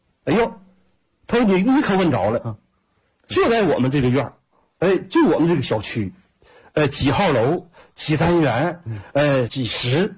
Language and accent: Chinese; Jilin, China; 我说我是吉林的